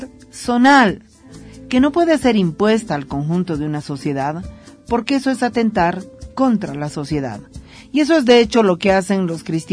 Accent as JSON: {"language": "Spanish", "country": "Bolivia", "said": "como mujeres bolivianas defenderemos la despenalización del aborto por convicciones propias"}